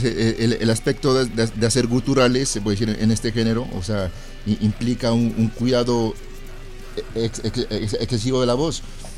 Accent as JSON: {"language": "Spanish", "town": "Pasto", "region": "Nariño", "country": "Colombia", "said": "Pero pues en Pasto, de donde soy, de donde vengo, hubo un momento donde se abrió una ola de metal"}